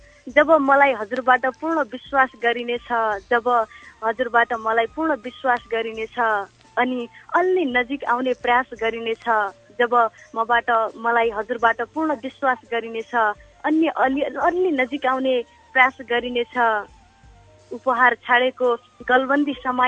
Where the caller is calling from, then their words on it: Achham, Sudurpashchim Province, Nepal; म अछामबाट विद्युतमा रहेका।